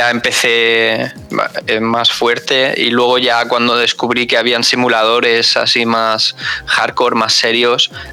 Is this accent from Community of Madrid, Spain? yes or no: no; Elche, Valencian Community, Spain; Yo soy de Elche, de la provincia de Alicante.